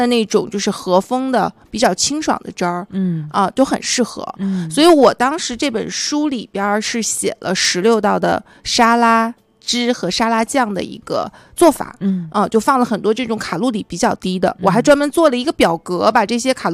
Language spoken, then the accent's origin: Chinese; Northeast China, China; 啊，吃起来还挺有嚼劲儿的、哦，就我们东北人特喜欢吃